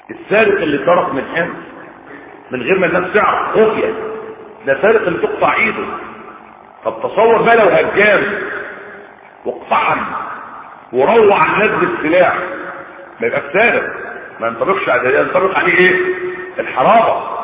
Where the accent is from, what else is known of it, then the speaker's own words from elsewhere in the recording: Egypt; عندنا في مصر هنا